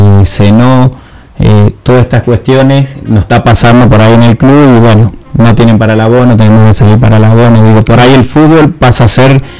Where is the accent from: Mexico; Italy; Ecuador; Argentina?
Argentina; de que podamos nosotros como argentinos, como club y bueno, y como sociedad